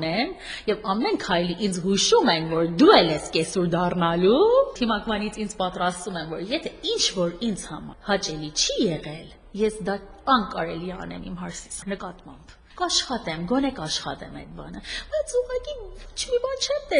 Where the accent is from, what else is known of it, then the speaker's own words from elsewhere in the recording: Tehran, Tehran Province, Iran; Ես եղել եմ Իրանում, այնտեղ եմ ծնվել, Թեհրանում եմ մեծացել